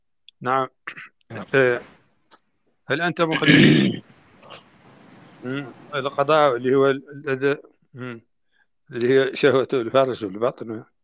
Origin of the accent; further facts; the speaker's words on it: Mauritania; نحن عندنا في موريتانيا الخيام لا تكون أبدا من الجلود